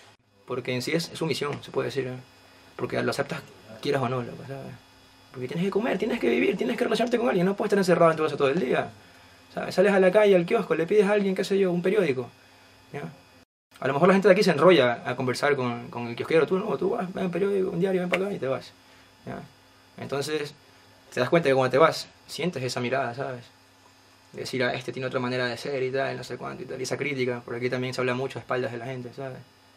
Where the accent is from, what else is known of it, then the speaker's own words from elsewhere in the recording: Ecuador; moved away; soy de Ecuador y llevo aquí 3 años.